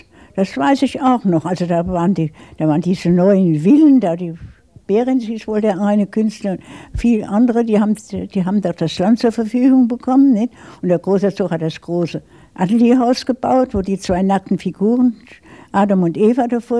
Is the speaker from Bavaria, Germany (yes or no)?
no; Darmstadt, Hesse, Germany; ich bin dann in Bessungen groß geworden, in dem Dorf gewissermaßen, nicht? Da hat mein Vater gebaut.